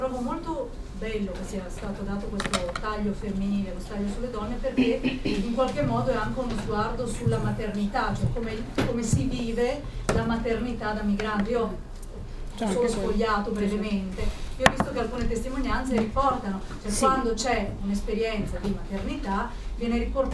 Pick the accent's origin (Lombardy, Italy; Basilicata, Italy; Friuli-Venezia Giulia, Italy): Lombardy, Italy; Milan; vengo da Milano, quindi non è molto distante